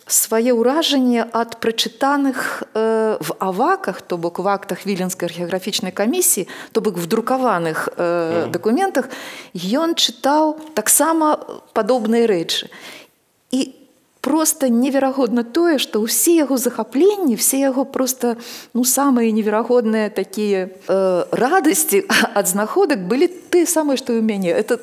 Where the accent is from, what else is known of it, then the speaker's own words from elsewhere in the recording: Minsk, Belarus; born there; Я нарадзілася не на Грушаўцы, а як я называю пад Грушы. А цяпер гэта называецца, цяпер это называецца Ружачка.